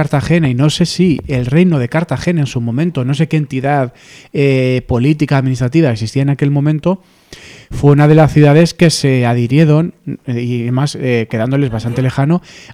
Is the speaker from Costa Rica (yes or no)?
yes; Costa Rica; De Costa Rica